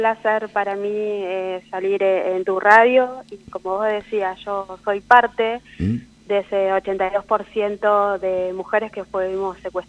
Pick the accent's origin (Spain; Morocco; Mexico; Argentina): Argentina; Comodoro Rivadavia, Chubut; born there; Yo nací en Comodoro Rivadavia, provincia de Chubut.